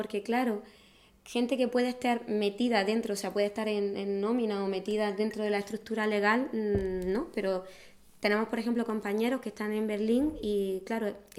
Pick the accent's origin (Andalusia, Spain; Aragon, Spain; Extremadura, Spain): Andalusia, Spain; Granada; Sí, vengo de Granada.